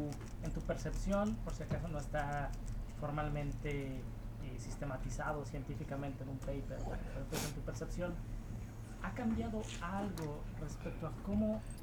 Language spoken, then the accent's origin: Spanish; Mexico; Cuando me escuchan hablar se darán cuenta que soy mexicano